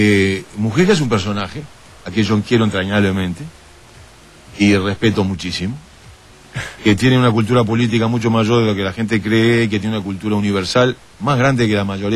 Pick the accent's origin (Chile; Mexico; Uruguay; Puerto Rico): Uruguay; jugar una final contra Argentina como uruguayo y ganarle.